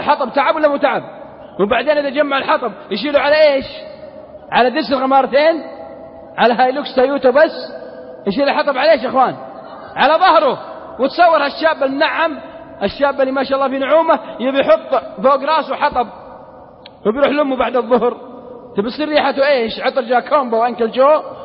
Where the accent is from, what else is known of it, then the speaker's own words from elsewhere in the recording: Al-Qassim, Saudi Arabia; accent: Qassimi; على لهجتنا القصيم ما أدري عاد إيش يقولون عندكم في جدة